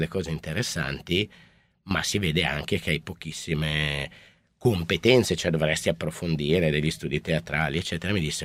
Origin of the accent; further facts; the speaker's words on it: Alessandria, Piedmont, Italy; born there; io sono nato ad Alessandria, in realtà poi la mia prima volta nasce quando mi trasferisco a Torino, dove studio veterinario